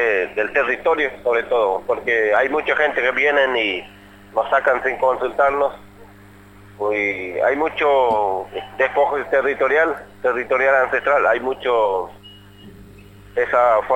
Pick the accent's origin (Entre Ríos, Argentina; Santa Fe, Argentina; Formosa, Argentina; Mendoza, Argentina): Formosa, Argentina; now in Buenos Aires, Argentina; nosotros somos de Formosa, del norte de Argentina. Uh-huh. Vinimos acá el 14 de febrero y el domingo cumplimos 4 meses.